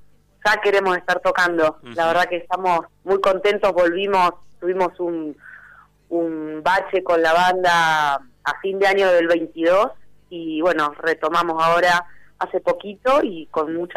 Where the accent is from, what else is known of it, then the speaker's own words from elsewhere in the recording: Tandil, Buenos Aires Province, Argentina; Yo volví de Buenos Aires... ahora en pandemia, soy de acá de Tandil, pero estuve muchos años allá viviendo.